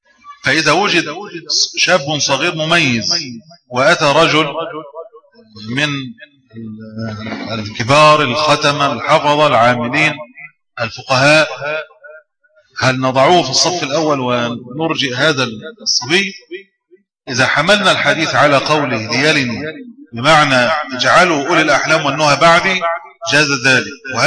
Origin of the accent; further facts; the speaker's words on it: Egypt; وأنا كنت أتخيل أن المشكلة دي عندنا في مصر